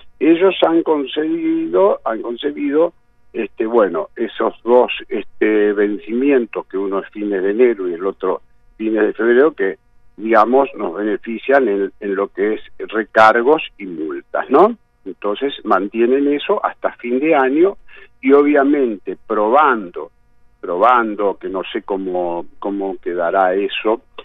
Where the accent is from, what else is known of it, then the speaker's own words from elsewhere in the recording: Argentina; yo soy argentino nacionalista, adoro mi país y lo quiero